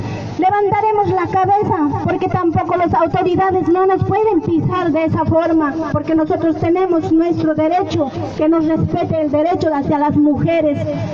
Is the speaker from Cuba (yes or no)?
no; Limatambo, Cusco, Peru; Yo soy de Perú, soy de Cusco, de la provincia de Anta, distrito Limatambo.